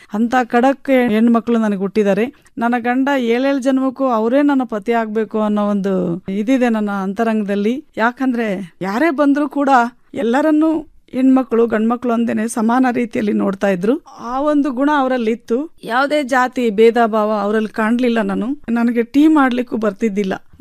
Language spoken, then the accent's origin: Kannada; Betkaduru, Karnataka, India; ನನ್ನ ಬಾಲ್ಯ ಜೀವನ ಅಂತೂ ಬೆಟ್ಕಡೂರು ಗ್ರಾಮದಲ್ಲಿ ಪ್ರಾಥಮಿಕ ಶಾಲೆ, ನಂತರ ಹಿರಿಯ ಪ್ರಾಥಮಿಕ ಶಾಲೆ ತಾಳಿಕಟ್ಟೆ ಅಂತ, ಹೈಸ್ಕೂಲು ಚನ್ನಗಿರಿ ಅಂತ, PUC ಶಿವಮೊಗ್ಗ.